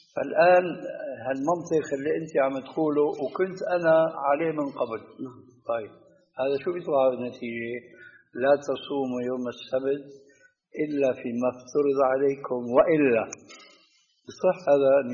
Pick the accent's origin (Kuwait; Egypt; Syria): Syria; كما يقولون عندنا في الشام بدنا نصطح